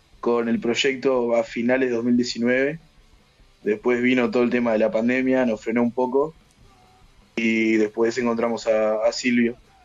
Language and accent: Spanish; Montevideo, Uruguay; Sí, somos de Montevideo.